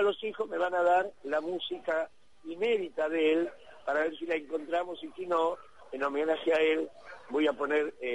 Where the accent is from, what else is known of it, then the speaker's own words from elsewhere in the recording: Berisso, Buenos Aires Province, Argentina; y además gente de mi pueblo de Berisso.